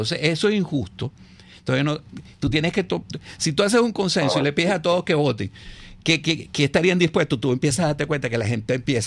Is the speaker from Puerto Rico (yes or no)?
no; Venezuela; todos somos iguales, todos somos venezolanos.